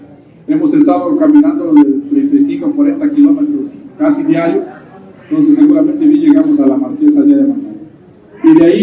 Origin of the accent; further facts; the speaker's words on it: Mexico; Alzar la voz entre todos como buenos mexicanos